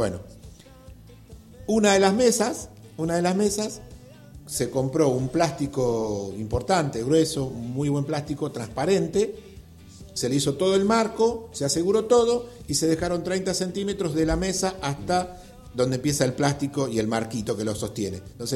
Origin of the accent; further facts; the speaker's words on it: Argentina; Pero bueno, somos argentinos nosotros, todos somos argentinos